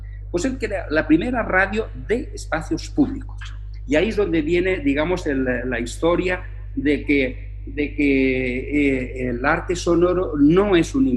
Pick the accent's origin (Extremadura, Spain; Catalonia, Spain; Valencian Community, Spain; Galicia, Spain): Valencian Community, Spain; Valencia; Y hay dos casos en mi tierra, en Valencia, donde eso se da.